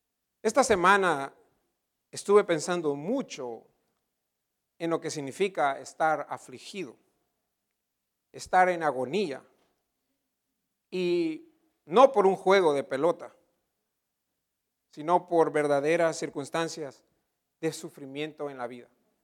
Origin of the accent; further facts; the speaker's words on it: El Salvador; moved away; also born or lived in San Francisco, United States; Muchos de ustedes saben que yo viví varios años en San Francisco, en California, de joven. De hecho, llegué a California de El Salvador un enero de 1990 con mi hermana menor